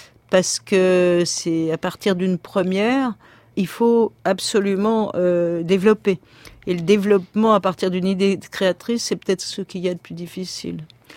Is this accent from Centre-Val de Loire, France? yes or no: no; Paris, Île-de-France, France; Rien en tant que parisienne et avec mon mari ne nous prédestinait à faire de l'alpinisme.